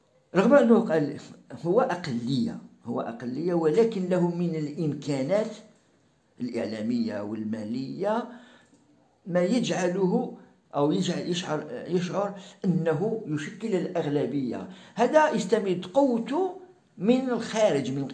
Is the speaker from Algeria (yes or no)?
yes; Algeria; وعندنا في الجزائر وفي المغرب أيضا